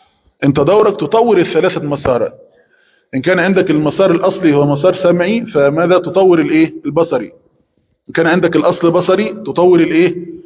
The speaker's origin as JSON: {"language": "Arabic", "country": "Egypt", "said": "صندوق نسميه عندنا في مصر دولاب"}